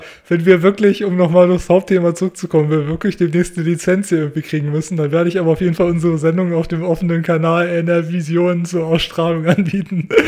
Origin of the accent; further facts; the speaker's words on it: Hanover, Lower Saxony, Germany; aber ich als Hannoveraner